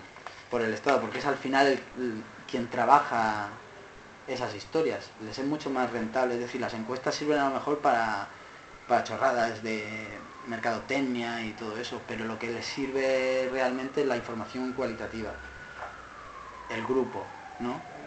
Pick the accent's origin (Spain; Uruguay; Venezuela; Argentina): Spain; Alicante, Valencian Community; porque yo vengo de Alicante